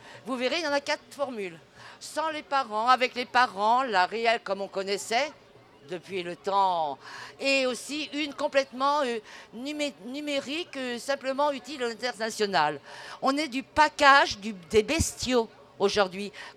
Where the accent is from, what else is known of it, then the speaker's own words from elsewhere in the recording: Paris, Île-de-France, France; born there; Je suis en même temps française, Je suis née à Paris.